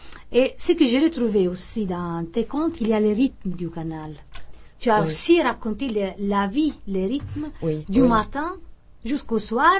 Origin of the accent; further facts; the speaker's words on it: Italy; first language Italian; French is a second language; moi, je suis quand même italienne, donc l'italien est ma première langue.